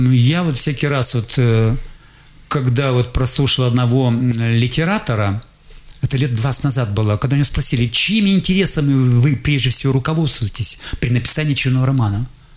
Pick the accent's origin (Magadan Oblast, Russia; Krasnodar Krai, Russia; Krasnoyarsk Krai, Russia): Krasnoyarsk Krai, Russia; Krasnoyarsk; Я тут говорю, вот я приехал из Красноярска, вот я хотел бы послушать концерт.